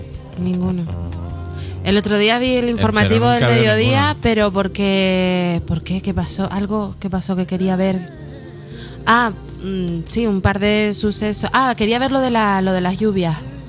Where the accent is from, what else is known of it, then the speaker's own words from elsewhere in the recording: Canary Islands, Spain; disculpe, soy canaria y su televisión apesta.